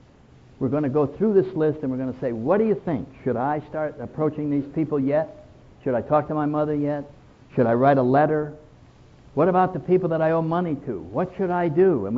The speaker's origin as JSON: {"language": "English", "region": "New England", "country": "United States", "said": "Well, I don't know any states where they ski except Vermont. I'm from New England."}